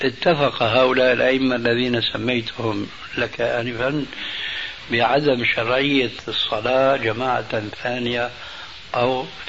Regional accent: Damascus, Damascus Governorate, Syria; وأنا ربيت في دمشق

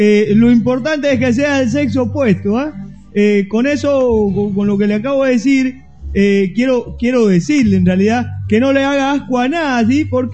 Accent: Cuba; moved away; Bueno, yo soy de Cuba

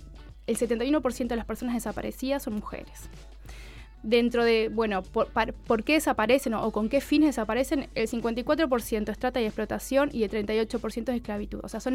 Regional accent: Minas, Lavalleja, Uruguay; moved away as an adult; now in Montevideo, Uruguay; Yo soy de Minas. Yo vivo en Montevideo hace 11 años, vine a estudiar, trayectoria bastante habitual en Uruguay.

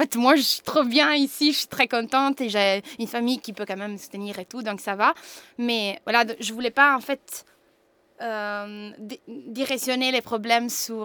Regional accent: Italy; moved away as an adult; moi je viens de l'Italie, je suis venue en Europe.

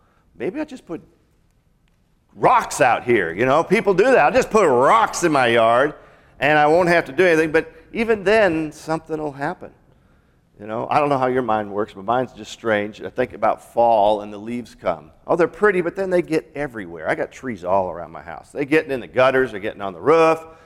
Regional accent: Seattle, Washington, United States; And growing up in Seattle and Washington, I was just, whoa, what's going on here?

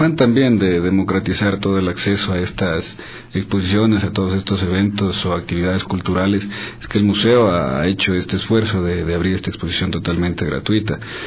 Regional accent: Ecuador; porque nos ayuda a reconocernos un poco más como ecuatorianos

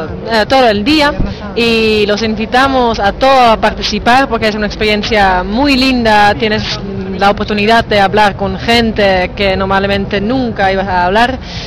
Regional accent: Netherlands; soy de Holanda, también vengo acá para voluntario en OAJNO y estoy también 4 meses acá

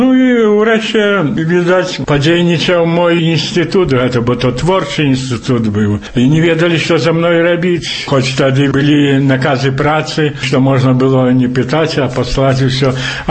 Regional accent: Białowieża, Podlaskie Voivodeship, Poland; и так доведався, и тогда переписався, зробив это, что я з Польши.

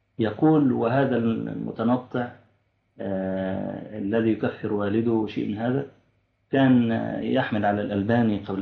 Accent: Egypt; مطبوعة طبعت حديثا عندنا في مصر

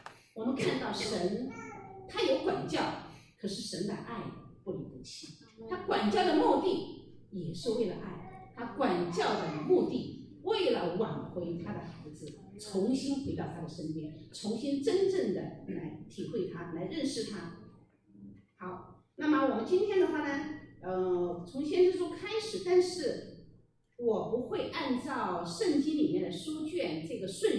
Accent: Sichuan, China; 就好像我们是中国人啊，我是四川人来到了这个地方

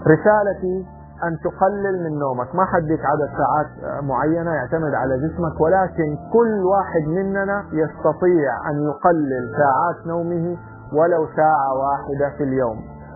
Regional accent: Saudi Arabia; عندنا في السعودية أحيانا يقال لي أن انتظار الكوافيرة

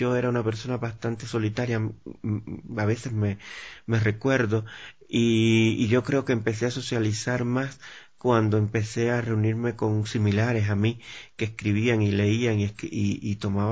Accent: Holguín, Cuba; born there; en Ediciones Holguín, en mi provincia natal, en el oriente del país, en Cuba.

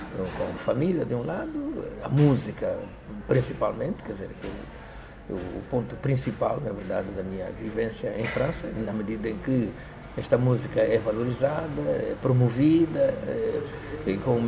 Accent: Angola; moved away as an adult; now in Europe; Sim, desde 66 que eu não vivo em Angola.

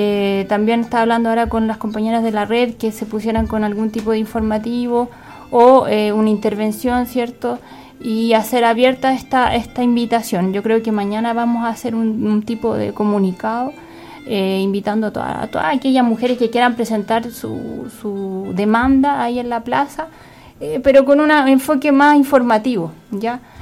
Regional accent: Chile; que nos convocan como mujeres y como chilenas, pues.

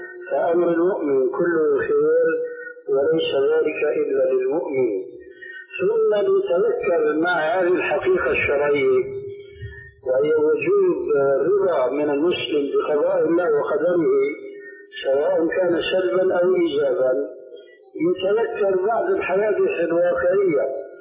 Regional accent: Syria; عندنا في سوريا

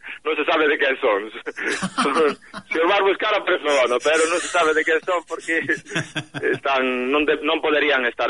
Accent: Alto do Vieiro, Galicia, Spain; eu son do Alto do Vieiro

